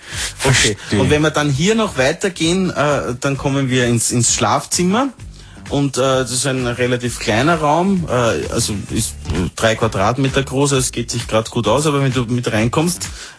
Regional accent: Tyrol, Austria; Und komme von ziemlich weit weg. Ich bin ziemlich weit gefahren aus der Nähe von Innsbruck.

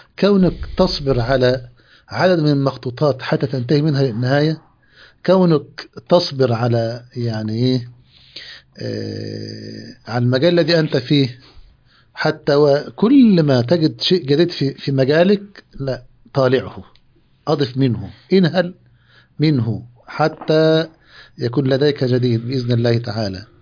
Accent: Egypt; مقاطع موجودة عندنا في مصر

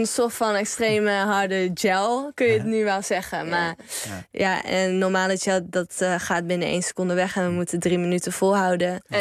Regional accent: North Brabant, Netherlands; Nee, als Brabanders zit dat erin.

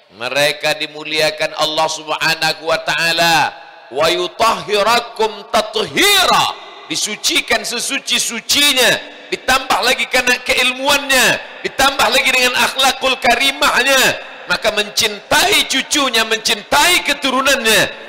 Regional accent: Tembilahan, Riau, Indonesia; Rupanya Guru Mu'az satu kampung halaman dengan saya dari Riau. Indragiri, Hilir, Tembilahan.

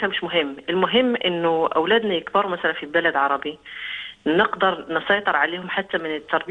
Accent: Morocco; انا اصلي من المغرب.

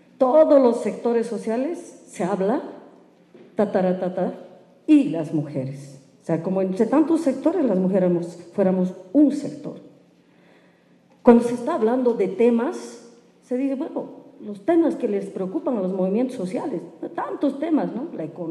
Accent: La Paz, Bolivia; vengo de Choqueago Marca, La Paz

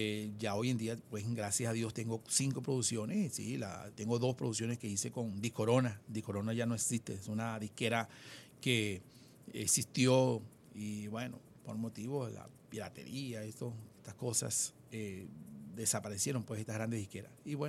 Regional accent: Anaco, Anzoátegui, Venezuela; moved away as an adult; now in Caracas, Venezuela; ya que yo veía que en Anaco, mi tierra, no existía pues eso lo que yo quería

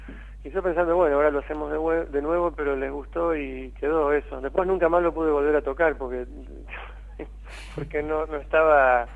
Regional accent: United States; Porque yo me mudé acá para tocar con ellos. Yo crecí en Estados Unidos. Y me pasé de los 11 a los 27 años en Estados Unidos.

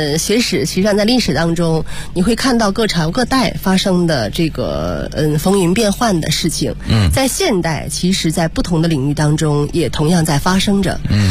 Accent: Tianjin, China; 一个是外地的，我是天津人

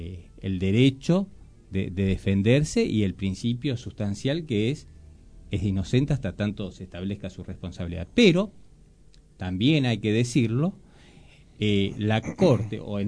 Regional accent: Moreno, Buenos Aires Province, Argentina; yo soy de Moreno, litigo en Moreno, me conozco con los colegas de Moreno

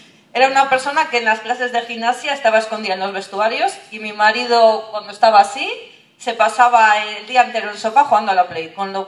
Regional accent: Santurtzi, Basque Country, Spain; tengo 28 años, vengo de Santurce

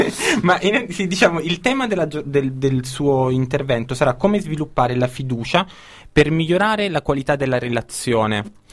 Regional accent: Maddaloni, Campania, Italy; di Maddaloni, sì.

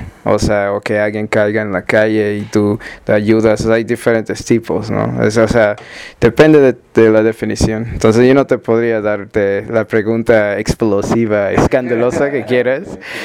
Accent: Australia; Spanish is a second language; also born or lived in Ethiopia; como me nací en Etiopía y me crecí en Australia, o sea, un poquito de tiempo en Etiopía y luego crecí en Australia, pero ya tengo varios años como viviendo en diferentes partes de América Latina.

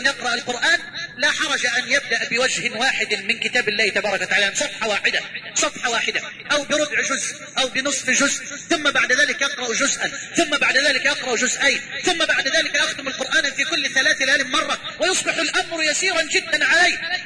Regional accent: Egypt; واجعل بلدنا مصر أمنا أمانا سخاء رخاء

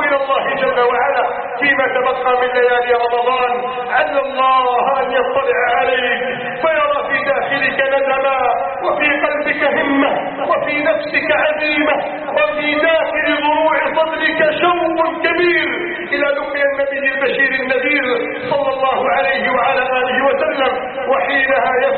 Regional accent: Egypt; واجعل بلدنا مصر آمنا مطمئنا وسائر بلاد

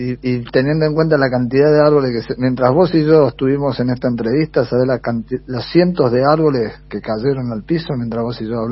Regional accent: General Rodríguez, Buenos Aires Province, Argentina; acá en General Rodríguez, en mi tierra, en mi casa

